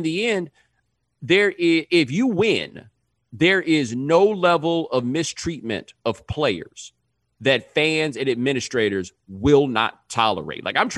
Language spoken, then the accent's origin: English; Texas, United States; Yeah, I do, but I grew up in Texas.